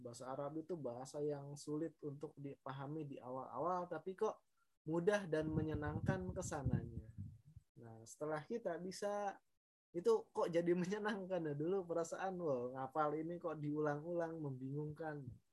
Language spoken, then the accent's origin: Indonesian; Bogor, West Java, Indonesia; now in Yogyakarta, Indonesia; asal saya dari Bogor tapi sekarang sedang domisili di Yogyakarta ya, ada suatu keperluan saya jadi tinggal di Yogyakarta sementara ya.